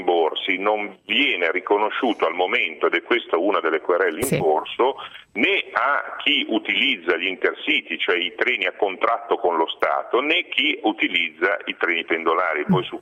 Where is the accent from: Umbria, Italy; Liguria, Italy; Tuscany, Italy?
Liguria, Italy; Genoa; vengo da Genova